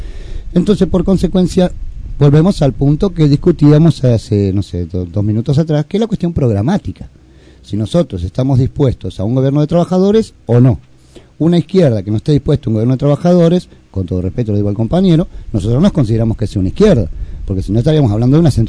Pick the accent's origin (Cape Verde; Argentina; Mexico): Argentina; born there; Yo nací en la Argentina